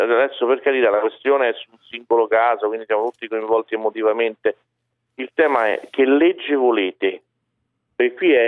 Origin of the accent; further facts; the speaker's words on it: Australia; Guarda, io sono australiano